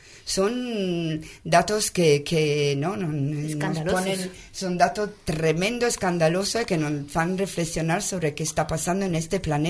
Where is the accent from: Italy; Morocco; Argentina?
Italy; Spanish is a second language; Perdona, que yo soy italiana.